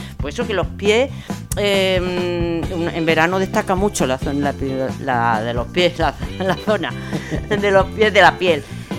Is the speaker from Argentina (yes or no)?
no; Extremadura, Spain; Mira, mi pueblo en Extremadura, de al que iré dentro de poco, muy pequeñito, 1.200 habitantes y así.